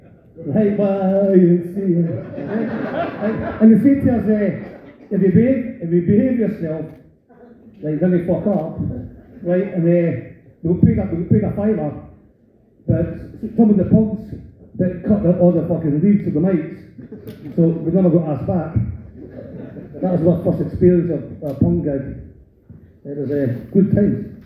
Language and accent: English; Scotland, United Kingdom; So I'm fuck off, I'm Scottish, okay, fuck off.